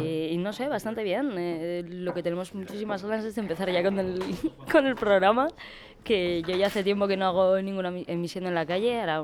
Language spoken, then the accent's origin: Spanish; Bilbao, Basque Country, Spain; No, nosotros venimos de Bilbao. Vengo con Arkaitz, venimos de Bilbao.